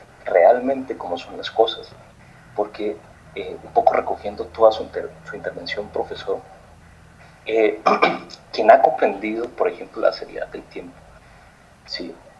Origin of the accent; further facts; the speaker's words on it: Colombia; Yo soy colombiano, sí, y en Colombia nos rasgamos las vestiduras por los asesinatos